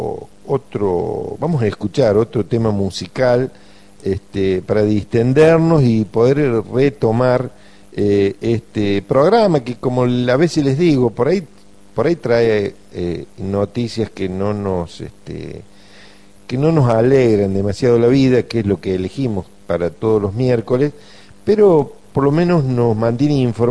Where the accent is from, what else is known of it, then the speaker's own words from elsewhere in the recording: Argentina; sino que nos interesan simplemente como argentinos o como personas que vivimos en esta parte sur del continente.